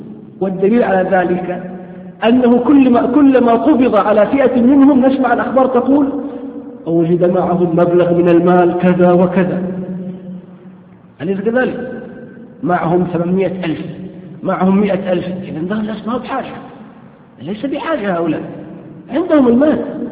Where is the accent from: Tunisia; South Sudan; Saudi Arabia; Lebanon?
Saudi Arabia; لا سيما في هذه البلاد، في بلادنا السعودية نعاني من فئة من الشباب